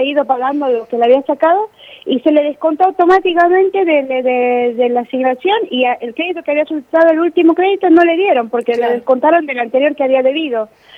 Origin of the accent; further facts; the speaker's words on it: Bolivia; nos está dando esa oportunidad de sentirnos orgullosos de ser bolivianos